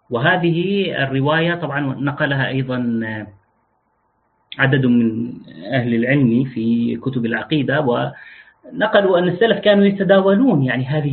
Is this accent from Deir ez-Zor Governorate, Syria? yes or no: yes; Deir ez-Zor, Deir ez-Zor Governorate, Syria; moved away; also born or lived in Jordan / Damascus; أنا من دير الزور على سبيل المثال، وعشت فترات طويلة من عمري خارج مدينتي، فإذا سمعت مني كلاما لا تقل أهل الدير يقولون كذا. ليش؟ لأن لهجتي هذه لغتي اختلطت بلغات أخرى